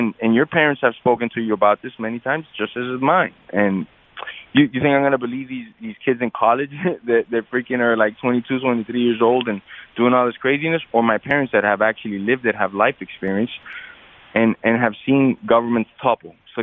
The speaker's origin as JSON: {"language": "English", "town": "Miami", "region": "Florida", "country": "United States", "tie": "born or raised there", "said": "I'm a Latin person, you know, I'm a minority in this country. Growing up in Miami, I wasn't maybe the biggest minority because Miami's overrun by Latins and blacks."}